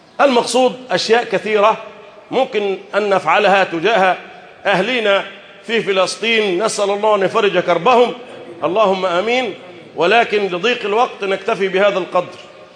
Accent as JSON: {"language": "Arabic", "country": "Egypt", "said": "اللهم احفظ بلدنا مصر"}